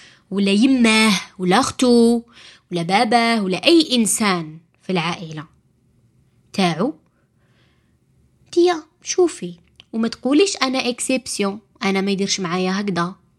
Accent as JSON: {"language": "Arabic", "country": "Algeria", "said": "العيانة اللي عندنا في الجزائر"}